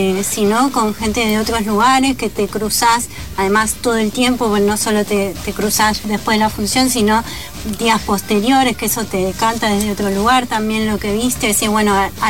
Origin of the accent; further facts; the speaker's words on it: Pigüé, Buenos Aires Province, Argentina; born there; now in Buenos Aires, Argentina; Yo sí, de pueblo. Yo nací en Pihué, un pueblo cerca de Bahía Blanca, al sur de la provincia.